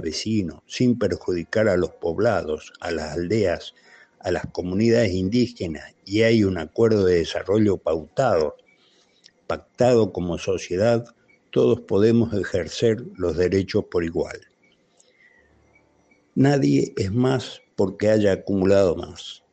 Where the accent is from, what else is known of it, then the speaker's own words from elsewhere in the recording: Paraguay; los paraguayos cada vez somos más en el exterior que los que quedan